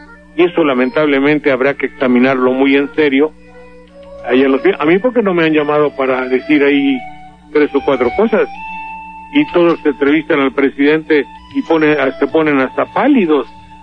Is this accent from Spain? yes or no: no; Veracruz, Mexico; Obvio, pues si somos de Veracruz, caramba, caracho.